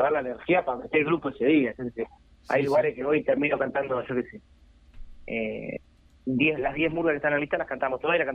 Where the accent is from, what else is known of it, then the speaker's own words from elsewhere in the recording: Joaquín Suárez, Canelones, Uruguay; yo soy de Suárez, Canelones, uh-huh. Joaquín Suárez. Tengo 31 años